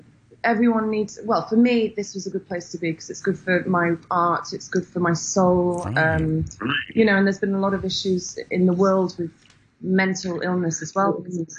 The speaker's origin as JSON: {"language": "English", "region": "England", "country": "United Kingdom", "said": "obviously I'm from England, so as you are."}